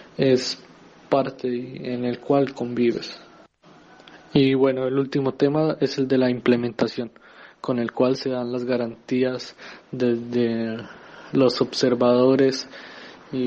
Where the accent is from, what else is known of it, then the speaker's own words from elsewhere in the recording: Colombia; la gran expectativa que tenemos como movimiento social y también como colombiano